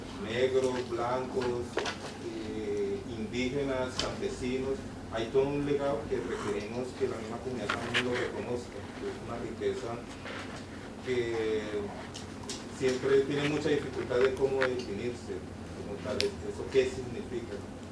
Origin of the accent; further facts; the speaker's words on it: Cali, Valle del Cauca, Colombia; yo vengo de Cali, Colombia.